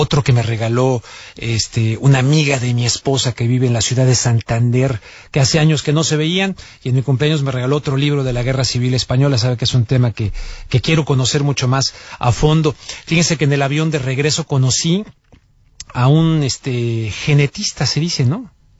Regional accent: Mexico; No soy español, soy mexicano

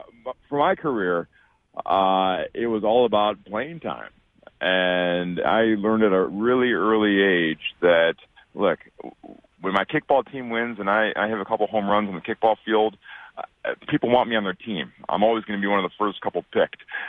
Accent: Detroit, Michigan, United States; He was the glue guy back growing up in Detroit. I was a huge Bad Boys fan, huge.

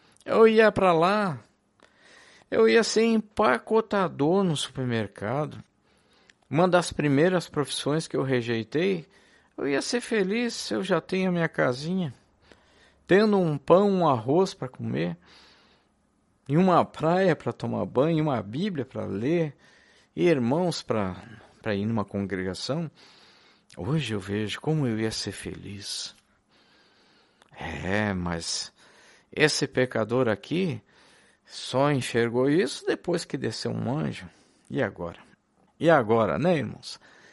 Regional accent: Florianópolis, Santa Catarina, Brazil; moved away as an adult; Desde os 18, 19 anos por aí, me casei um pouco depois, saí de Florianópolis. E lá deixei com meu irmão a minha casinha.

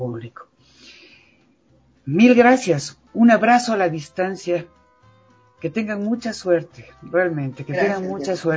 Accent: Ecuador; Tenemos como ecuatorianos mucho que dar, orgullosamente, dignamente.

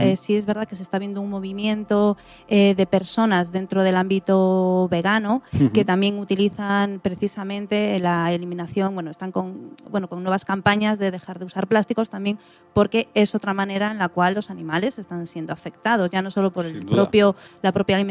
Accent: Galicia, Spain; yo que vengo de Galicia

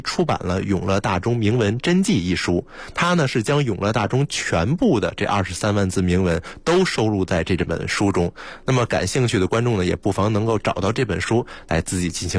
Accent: China

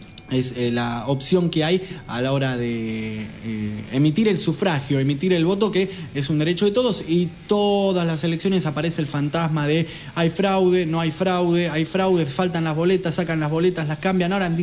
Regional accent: Lanús, Buenos Aires Province, Argentina; Recuerdo cuando, de niño, cuando vivía en Lanús

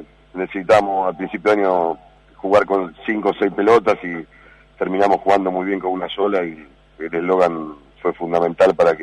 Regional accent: Chivilcoy, Buenos Aires Province, Argentina; born there; es mi club donde yo nací, de que soy hincha

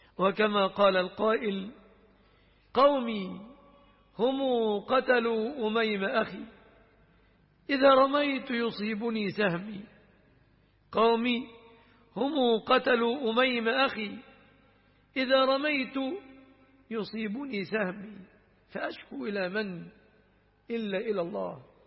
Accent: Egypt; الذين يقولون عنه السفة في بلادنا مصر

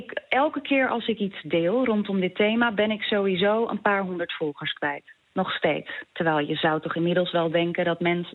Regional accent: Schagen, North Holland, Netherlands; En er was in Schagen, waar ik vandaan kom, ook een AZC.

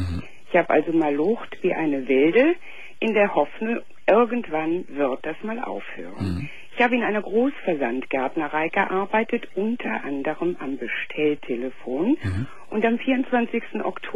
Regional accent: Cologne, North Rhine-Westphalia, Germany; Ich bin also, wie gesagt, 52. Ich bin Kölnerin.

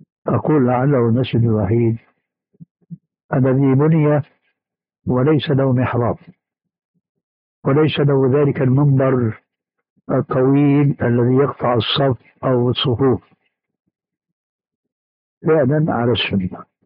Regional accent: Damascus, Damascus Governorate, Syria; كما يقولون عندنا في دمشق الألف من المصريجة، المصريجة العصاية الطويلة عندنا

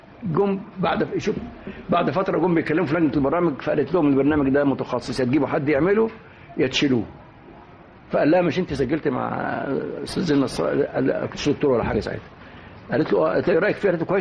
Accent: Egypt; فطبعا احنا كمصريين احنا كنا 5 6 اساتذه في المعهد

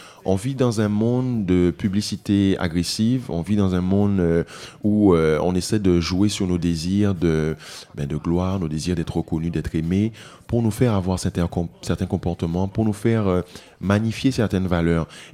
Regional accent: Guadeloupe; now in Martinique; Je vis en Martinique, je viens de la Guadeloupe, donc je connais un peu les deux îles

